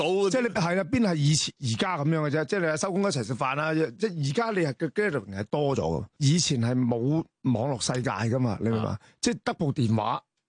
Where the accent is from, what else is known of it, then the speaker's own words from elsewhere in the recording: Macau; 即係我16號就會喺澳門做，即係今次翻我家鄉就做一場